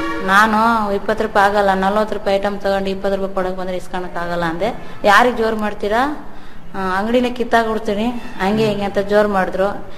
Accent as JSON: {"language": "Kannada", "town": "Santhekadur", "region": "Karnataka", "country": "India", "tie": "born or raised there", "said": "ಮೂಲ ಸಂತೆ ಕೊಡೋರೆ ತಾಯಿ ಮನೆ ಊರು."}